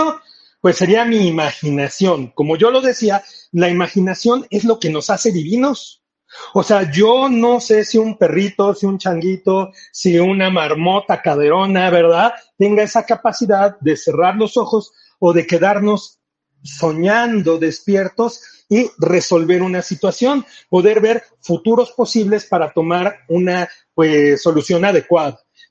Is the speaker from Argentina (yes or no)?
no; Mexico City, Mexico; yo soy del DF y en el DF pues todo lo tenemos planeado de una manera diferente.